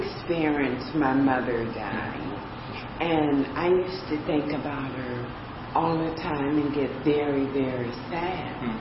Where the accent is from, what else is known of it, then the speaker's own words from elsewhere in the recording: Detroit, Michigan, United States; And I'm from Detroit, and for a couple of years I used to go to the cemetery all the time